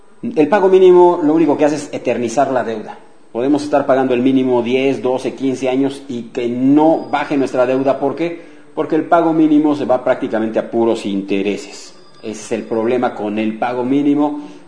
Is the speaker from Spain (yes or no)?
no; Mexico; Digo, somos de México nosotros, pero ¿por qué no pasarles la información también a mis amigos de Venezuela?